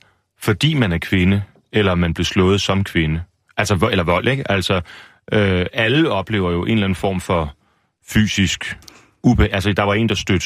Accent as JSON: {"language": "Danish", "region": "Central Denmark Region", "country": "Denmark", "tie": "born or raised there", "said": "som jeg altid har kendt det fra min opvækst ved Ringkøbing Fjord"}